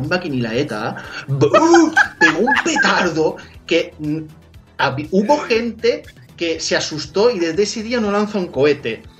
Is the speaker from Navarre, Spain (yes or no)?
no; Valencian Community, Spain; yo como valenciano, 2 o 3 petardos